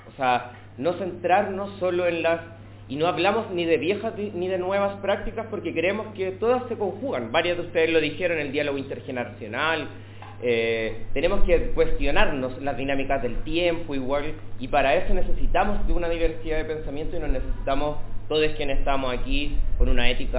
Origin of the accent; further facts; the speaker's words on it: Temuco, Araucanía, Chile; venimos de Temuco, yo estoy en un tránsito en este momento en Santiago, pero nuestro activismo está allá, nos posicionamos desde